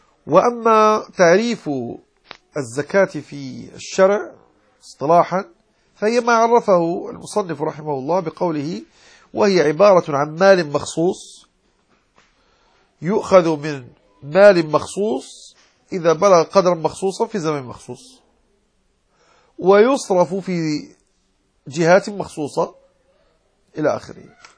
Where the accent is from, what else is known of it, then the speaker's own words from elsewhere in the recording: Morocco; يعني نحن في المغرب نقول في لهجتنا زكاة الزرع يعني زاد ونمى